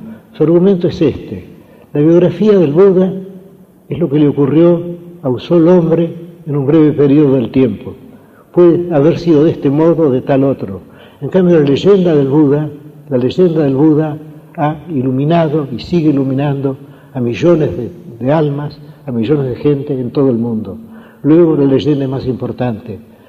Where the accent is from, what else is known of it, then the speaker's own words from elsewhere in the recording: Argentina; ¿Qué es, me he preguntado yo muchas veces, ser argentino? Ser argentino es sentir que somos argentinos.